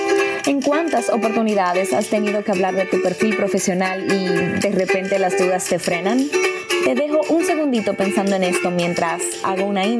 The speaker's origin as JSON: {"language": "Spanish", "region": "Cibao", "country": "Dominican Republic", "said": "con asiento en la ciudad de Santo Domingo, República Dominicana, aunque originalmente soy del Cibao."}